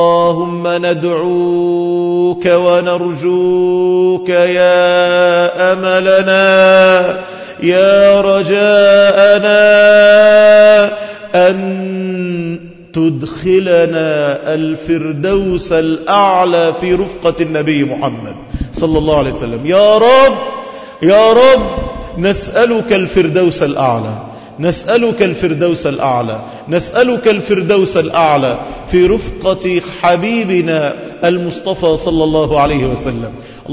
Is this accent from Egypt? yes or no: yes; Egypt; سلم لنا بلدنا مصر. اللهم أمنا في بلدنا مصر، اللهم اجعلها بلد رخاء